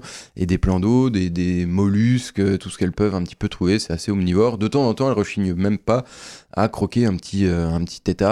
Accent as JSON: {"language": "French", "region": "Grand Est", "country": "France", "said": "chez nous en Meurthe-et-Moselle."}